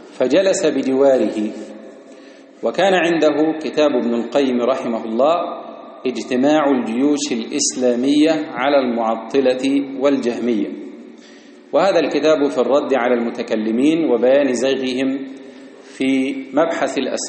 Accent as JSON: {"language": "Arabic", "country": "Egypt", "said": "ومحيي السنة في بلدنا مصر"}